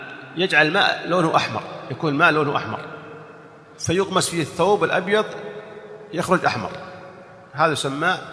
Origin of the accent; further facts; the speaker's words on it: Saudi Arabia; يعني نحن عندنا في السعودية إذا لبست الإزار